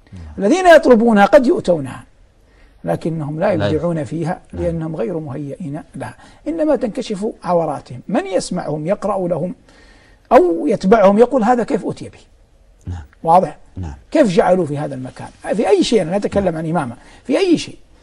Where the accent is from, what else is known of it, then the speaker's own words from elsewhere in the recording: Hejaz, Saudi Arabia; يوجد عندنا في الحجاز كثير العتر